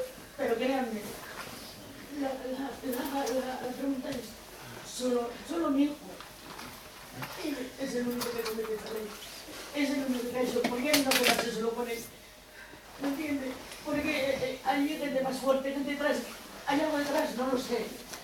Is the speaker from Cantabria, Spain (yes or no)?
yes; Laredo, Cantabria, Spain; Quizás es la primera vez en mi pueblo que me siento querida